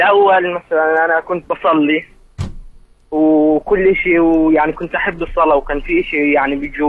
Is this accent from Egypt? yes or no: yes; Egypt; now in Jordan; من مصر وأحكي معك